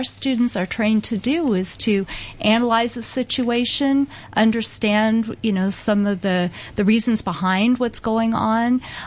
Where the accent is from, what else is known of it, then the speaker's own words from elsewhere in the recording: United States; I am an American. I arrived here last night from Los Angeles